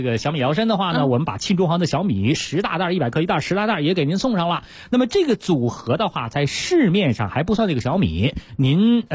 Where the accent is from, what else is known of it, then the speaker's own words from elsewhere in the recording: Beijing, China; 这个咱们北京人呢也爱吃鸭子，